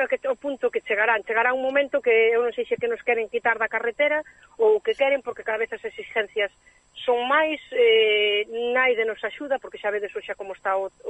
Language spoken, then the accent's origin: Galician; Galicia, Spain; also born or lived in Switzerland; inda que son de nacimiento suiza... pois son gallega, pero co orgullosa que estou eu da miña terra, do meu idioma